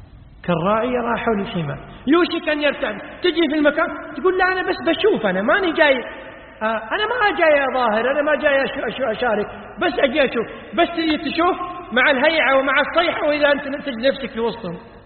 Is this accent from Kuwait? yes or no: yes; Kuwait; عندنا في الكويت مستشفى اسمه مستشفى الأمراض السارية